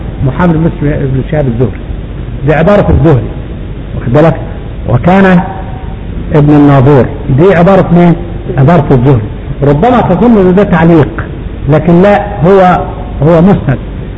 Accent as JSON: {"language": "Arabic", "region": "Upper Egypt", "country": "Egypt", "said": "لحد دلوقتي عندنا في الصعيد بيعملوا للحقل القمح مثلا او الفول"}